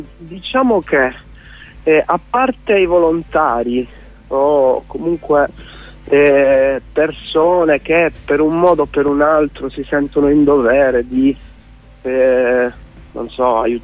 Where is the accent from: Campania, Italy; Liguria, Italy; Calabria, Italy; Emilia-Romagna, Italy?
Calabria, Italy; Crotone; Poi io sono di Crotone